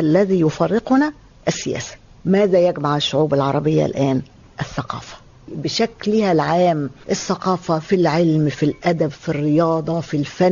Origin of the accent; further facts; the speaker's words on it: Egypt; accent: Egyptian; أي حد يسمع لهجتنا المصرية يكاد يبكي